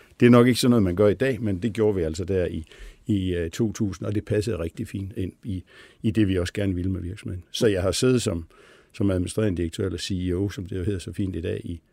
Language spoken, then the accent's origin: Danish; Billund, Region of Southern Denmark, Denmark; jeg stammer fra Billund, hvor jo sådan er en meget Lego-orienteret by og har haft sådan Lego ind under huden.